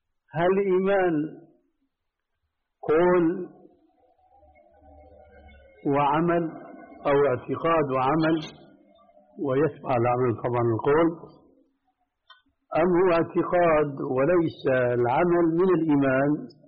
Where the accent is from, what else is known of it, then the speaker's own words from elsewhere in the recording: Syria; أما جماهير الناس كما يقولون عندنا في سوريا هاتي له امشي